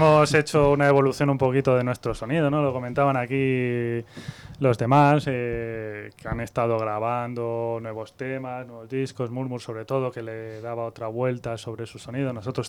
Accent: Madrid, Community of Madrid, Spain; Eso es un poco lo que yo creo que nos fastidia más a las bandas que somos de Madrid.

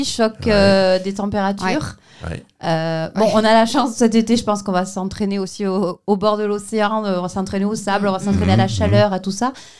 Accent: Vielle-Saint-Girons, Nouvelle-Aquitaine, France; moi en plus, je suis originaire du Vielle-Saint-Girons, donc je connais beaucoup de monde.

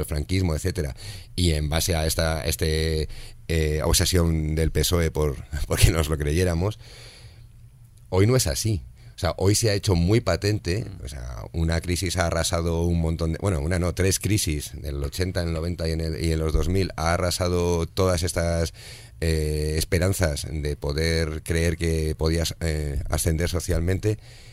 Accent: Madrid, Community of Madrid, Spain; Cuando yo era pequeño, en el piso que yo me crié en Cuatro Vientos, son pisos de mala construcción

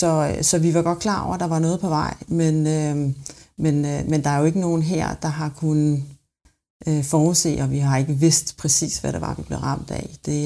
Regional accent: Capital Region of Denmark, Denmark; du kunne måske have sagt, at jeg kommer fra Bornholm. Det er jo i den grad en turismeø, hvor vi lever med og af turismen, så det har jeg fået med mig fra barnsben af.

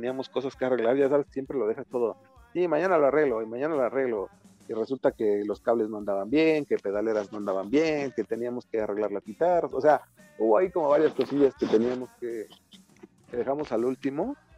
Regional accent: Mexico City, Mexico; Y ahora uno como chilango, pues más, ¿no? Porque es aquí en tu casa y ver eso.

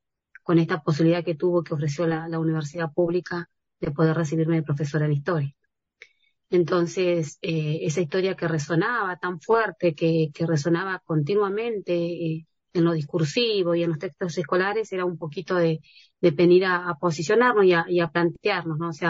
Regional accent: Valcheta, Río Negro, Argentina; Y a mí me pasa que mi familia, toda mi familia está en Valcheta. Valcheta es mi tierra, mi lugar, porque mi familia es de la meseta Somuncurá.

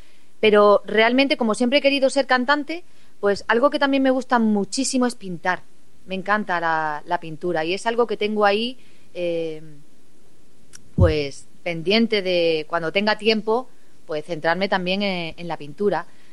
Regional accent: Cáceres, Extremadura, Spain; con mi ciudad, con Cáceres, una ciudad donde yo nací, la ciudad que me lo ha dado todo, mi familia... donde vivo y resido, a pesar de que viajo mucho

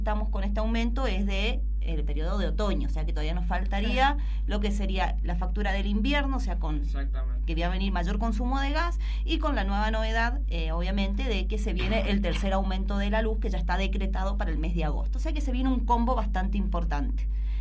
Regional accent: Mendoza, Argentina; somos somos los mendocinos los que no podemos pagar las facturas

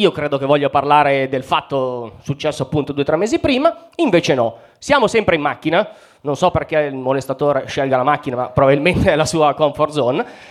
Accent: Mantua, Lombardy, Italy; io vengo da Mantova. Chi conosce Mantova?

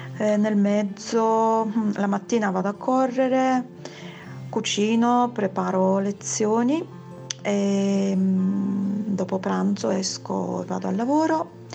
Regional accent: Poland; now in Salerno, Italy; Sono nata in Polonia, i miei genitori sono polacchi. Quando mi chiedono di dove sono, rispondo: vengo dalla Polonia ma vivo a Salerno.

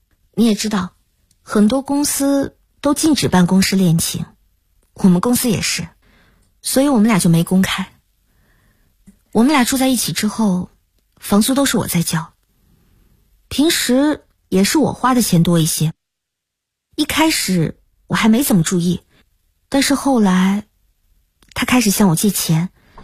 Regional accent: northern China, China; now in Guangzhou, China; 其实我是北方人，老家在一个五线小城市。大学毕业后我就去了广州工作

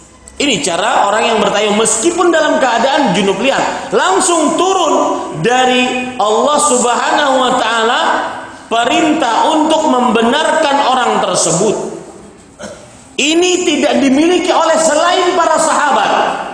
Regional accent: Banjarmasin, South Kalimantan, Indonesia; ini isu dan misi yang saya bawa dari kota saya, dari Banjarmasin untuk Jakarta.

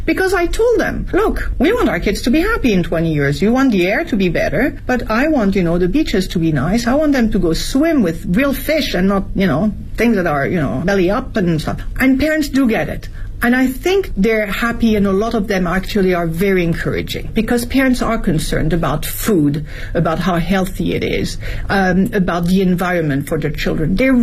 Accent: France; English is a second language; now in Beijing, China; My environment, as I was growing up in France, we never would have questioned it.

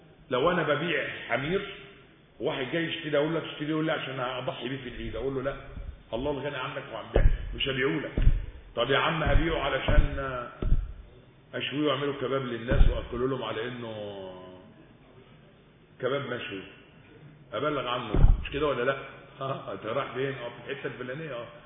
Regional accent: Egypt; الاجانب الطيبين الحلوين اللي قاعدين عندنا في مصر

